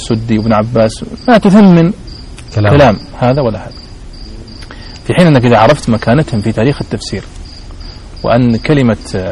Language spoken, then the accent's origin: Arabic; Riyadh, Riyadh Province, Saudi Arabia; على سبيل المثال عندنا في الرياض مثلا